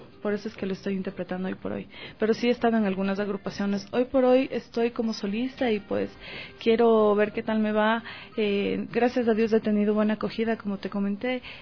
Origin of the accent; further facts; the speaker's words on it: Quito, Pichincha, Ecuador; es una hermosa ecuatoriana, quiteñita 100%.